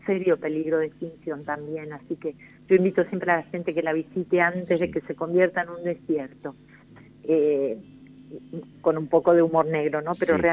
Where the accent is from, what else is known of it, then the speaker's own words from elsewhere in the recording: Oberá, Misiones, Argentina; Soy de la provincia de Misiones, de la ciudad de Oberá, que está justo en el centro de esa bellísima provincia, lujuriosa, porque es mucho verde y mucha agua, ¿no?